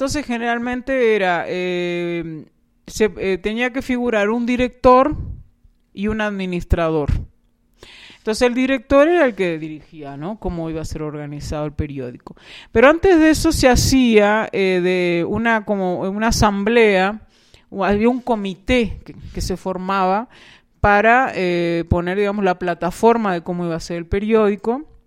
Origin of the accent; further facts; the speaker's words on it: Uruguay; no, nosotros somos uruguayos